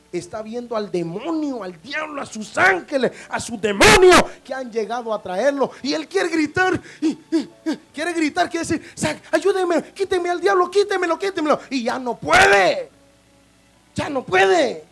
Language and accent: Spanish; San Pedro Sula, Cortés, Honduras; Yo soy de San Pedro Sula, Honduras, Centroamérica, 18 calle, barrio Cabañas, 16 y 17 avenida, casa 1620.